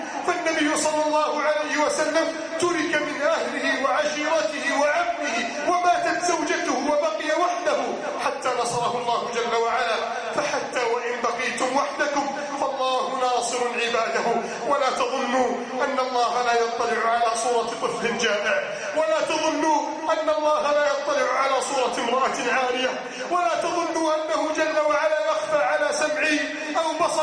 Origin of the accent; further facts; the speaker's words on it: Egypt; اللهم إنا نسألك أن تعيد بلدنا مصر إلى سادة عزها